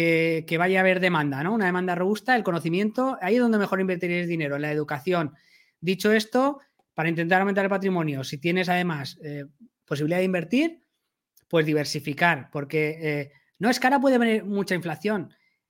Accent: Castellón de la Plana, Valencian Community, Spain; yo soy de Castellón, ¿vale? En Castellón los precios no han subido nada desde la crisis.

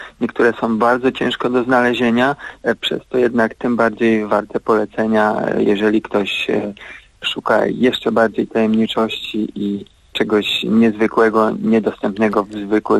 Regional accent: Kuyavian-Pomeranian Voivodeship, Poland; odniósł się do moich rodzinnych stron, czyli do Kujawsko-Pomorskiego

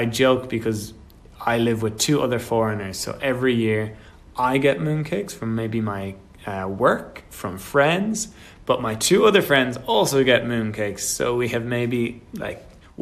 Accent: Ireland; born or raised there

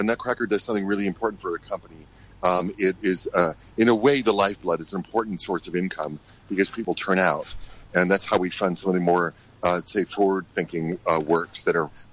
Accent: United States; born there; also born or lived in Bahamas / Texas / Africa; I was the first one born in the United States after the revolution. My parents left.

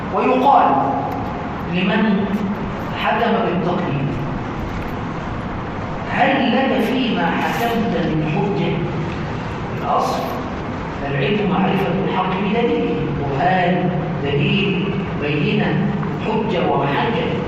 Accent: Egypt; عندنا في مصر يقولون علقها في رقبة عالي مطلع سالم

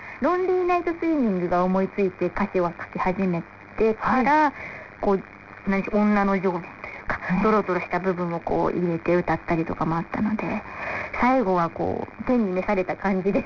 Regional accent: Nagano, Japan; moved away; 私長野出身なんですけど、はい、この上京した時のあの都会のイメージっていうんですか、東京の夜がすごい明るいなっていうので、

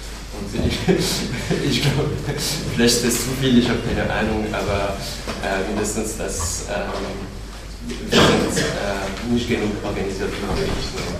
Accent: Paris, Île-de-France, France; Also ich komme aus Paris

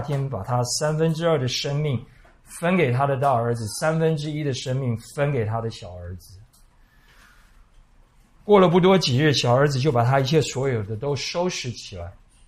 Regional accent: Taiwan; 我们台湾人可能看多了败家子败家女

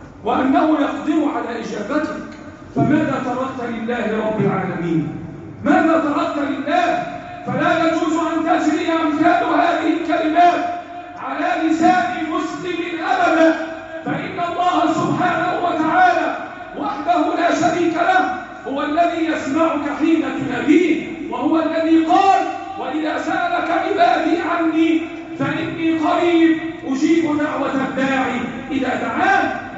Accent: Egypt; اللهم احفظ بلدنا مصر وسائر بلاد المسلمين

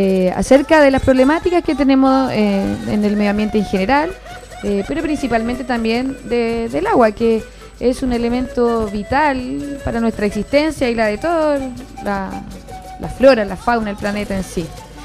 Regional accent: Coquimbo, Chile; yo me crié en Coquimbo, en la ciudad de Coquimbo

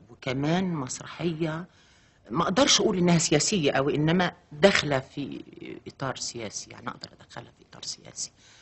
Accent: Upper Egypt, Egypt; هم ربوني هم عارفين إن أنا ست صعيدية، بنت صعيدية ودغري وصادقة

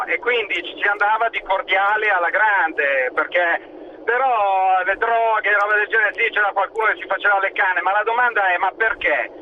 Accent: Milan, Lombardy, Italy; io sono di Milano

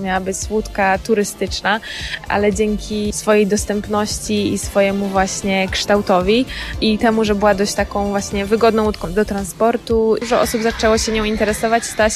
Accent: Iława, Warmian-Masurian Voivodeship, Poland; że jestem z Iławy i stamtąd pochodzę i tam się wychowałam. Jezioro w ogóle położone w centrum miasta.

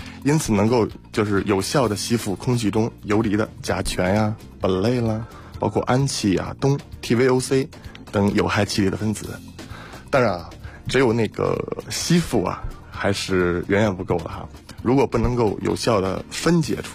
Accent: China

